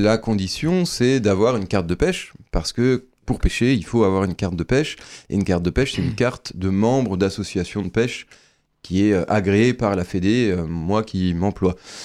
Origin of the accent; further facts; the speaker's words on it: Grand Est, France; chez nous en Meurthe-et-Moselle.